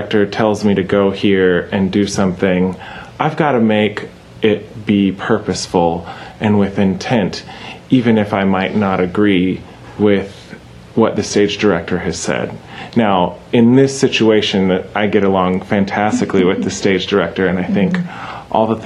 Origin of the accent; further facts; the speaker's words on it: Charlotte, North Carolina, United States; which is in Charlotte, my hometown